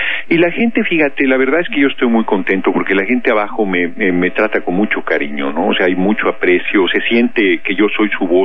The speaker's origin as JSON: {"language": "Spanish", "town": "Tlalnepantla", "region": "State of Mexico", "country": "Mexico", "tie": "born or raised there", "said": "Tlalnepantla, en el Estado de México. Yo nací en el DF, pero muy chico, nos fuimos a la zona conurbada"}